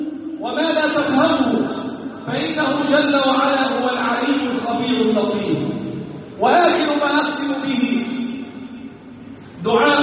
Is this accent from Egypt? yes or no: yes; Egypt; اللهم احفظ بلدنا مصر وسائر بلاد المسلمين.